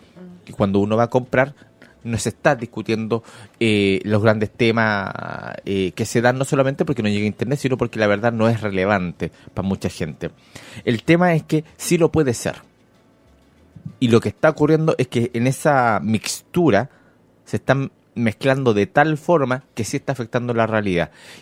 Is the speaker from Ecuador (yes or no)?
no; Chile; No es algo que esté ocurriendo solamente en Chile porque somos chilenos.